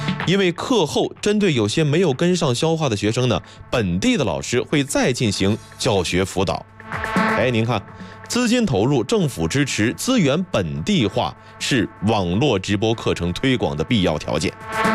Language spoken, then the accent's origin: Chinese; Baoding, Hebei, China; 因为圈住我老家在保定那边，每年基本上就是这个公交车啊，公共汽车啊，或者开车就回老家了。